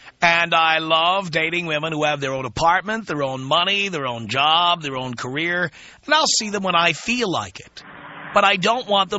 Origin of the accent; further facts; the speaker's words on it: New York, United States; also born or lived in Miami / Phoenix / Boston; No, dear, no. I'm from New York originally. I lived in Miami. I lived in Phoenix. I lived in Boston.